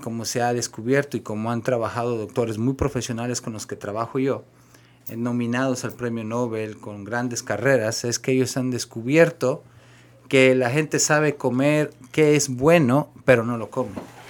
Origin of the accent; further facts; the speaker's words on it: Sahuayo, Michoacán, Mexico; Bueno, yo soy originario de México, exactamente Michoacán.